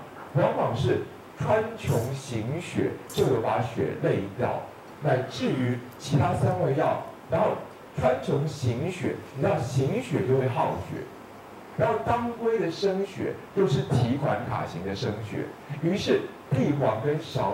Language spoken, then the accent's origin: Chinese; Taiwan; 我们台湾人是常用，不知道你们有没有用